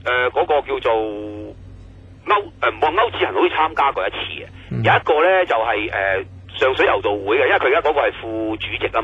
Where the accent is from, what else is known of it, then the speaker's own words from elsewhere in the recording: Hong Kong; 咁、我系香港人嚟噶嘛